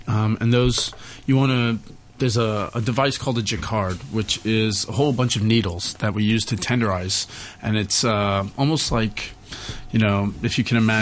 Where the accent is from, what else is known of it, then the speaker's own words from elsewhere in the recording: the South, United States; I mean, as an American, we don't really have many vegetables.